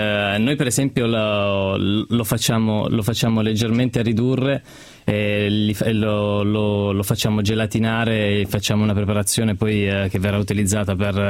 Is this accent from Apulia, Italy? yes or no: yes; Apulia, Italy; Io sono pugliese.